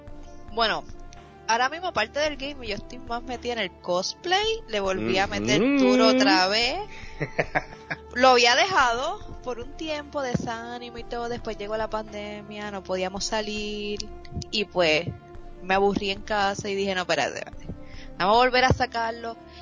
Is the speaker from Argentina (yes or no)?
no; Bayamón, Puerto Rico; also born or lived in Guaynabo; yo me crié, bueno, puede decir que soy de Bayamón y Guaynabo.